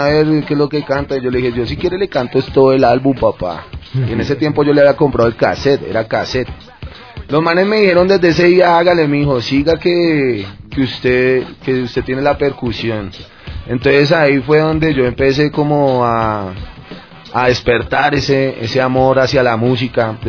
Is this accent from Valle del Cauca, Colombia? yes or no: no; Bogotá, Colombia; born there; yo nací en Las Cruces, en Bogotá